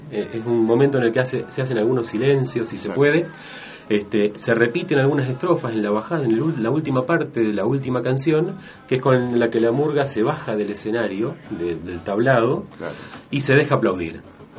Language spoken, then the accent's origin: Spanish; Uruguay; now in Argentina; Yo nací en Uruguay, viví unos años allá, después, digamos, vivo en la Argentina desde hace muchísimos años